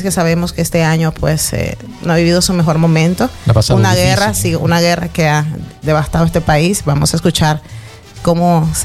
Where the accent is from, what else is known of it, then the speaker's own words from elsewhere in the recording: Nicaragua; Yo no vivo esa tradición. Soy procedente de Nicaragua.